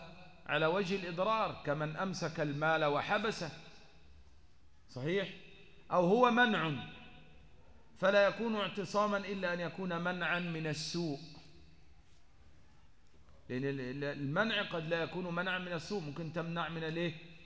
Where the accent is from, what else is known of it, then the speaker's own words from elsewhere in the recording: Upper Egypt, Egypt; أنا صعيدي من سنة 92